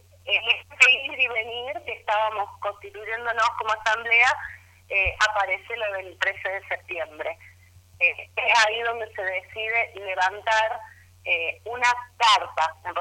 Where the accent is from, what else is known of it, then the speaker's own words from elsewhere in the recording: Argentina; necesitamos unirnos como pueblo argentino